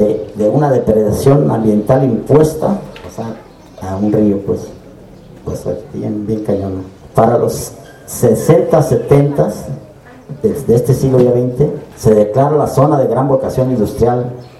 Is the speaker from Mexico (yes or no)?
yes; Toluca, State of Mexico, Mexico; born there; Nací en Toluca, en el Estado de México.